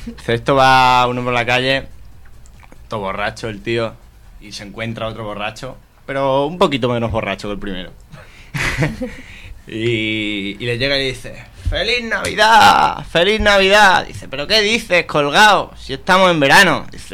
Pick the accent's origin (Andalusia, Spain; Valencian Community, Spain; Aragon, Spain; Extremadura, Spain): Extremadura, Spain; Sí, soy extremeño.